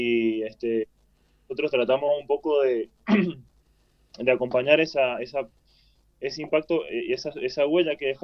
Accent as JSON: {"language": "Spanish", "country": "Argentina", "said": "soy argentino, toqué durante casi 20 años la música"}